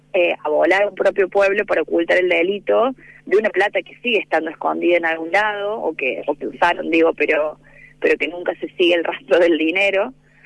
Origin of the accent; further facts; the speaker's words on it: Río Tercero, Córdoba, Argentina; para quienes somos de Río Tercero, es como un chiste cotidiano